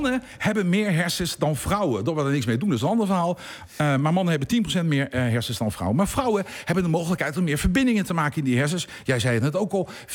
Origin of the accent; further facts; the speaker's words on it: The Hague, South Holland, Netherlands; En dat is voor mij als Hagenees natuurlijk helemaal verschrikkelijk.